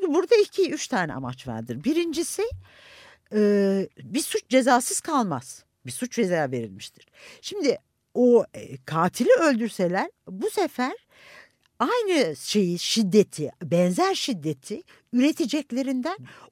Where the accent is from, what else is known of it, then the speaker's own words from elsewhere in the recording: Konya, Turkey; Yani benim çocukluğumda ben Konya doğumluyum. Çocukluğumda çok iyi hatırlıyorum.